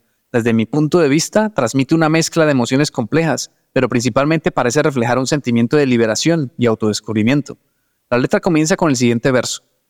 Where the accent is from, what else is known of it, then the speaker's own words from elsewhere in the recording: Santander, Colombia; Guane es una etnia indígena aquí donde yo soy, de Santander, Colombia